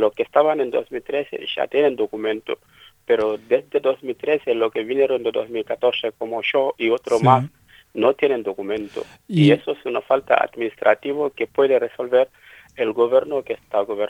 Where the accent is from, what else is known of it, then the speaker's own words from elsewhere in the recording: Senegal; now in Argentina; a nosotros, la comunidad senegalesa, estamos igual como los bolivianos, los colombianos o los venezolanos, que son del Mercosur, que una vez que están acá en Argentina